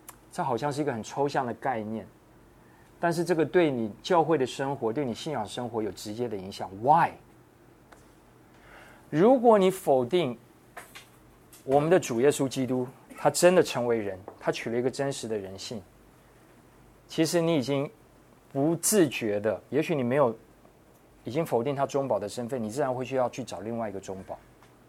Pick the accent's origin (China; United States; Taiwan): United States; 我自己发现，因为我可能从小在美国长大，华人在争论的时候时常会觉得你是在针对我。